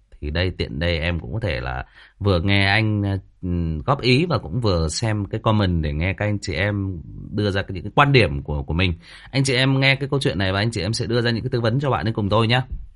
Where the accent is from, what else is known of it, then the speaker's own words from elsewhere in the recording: Hưng Yên, Vietnam; chỗ bạn ấy thì ở Hưng Yên, ở quê tôi đó các bạn.